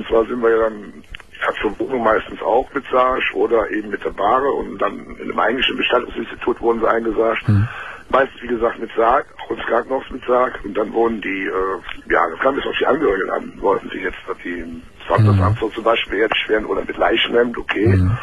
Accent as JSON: {"language": "German", "town": "Cologne", "region": "North Rhine-Westphalia", "country": "Germany", "said": "Also ich komme aus Köln, kann mir ruhig sagen."}